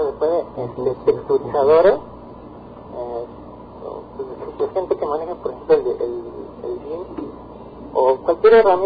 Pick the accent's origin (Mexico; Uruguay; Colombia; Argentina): Mexico; Somos dos mexicanos